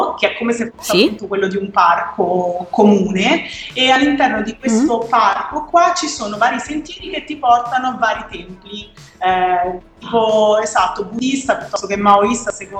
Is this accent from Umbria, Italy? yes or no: yes; Scheggino, Umbria, Italy; now in Hong Kong, Hong Kong; Io vengo da un microscopico paesino del centro Italia, in Umbria, che si chiama Scheggino, un paese di 500 anime. Adesso mi trovo invece a Hong Kong, in una città che ne ha tipo 8 milioni.